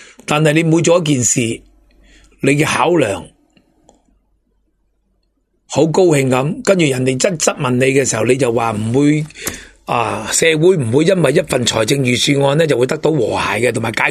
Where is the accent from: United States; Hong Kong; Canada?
Hong Kong; 如果用我哋香港人嘅谐音，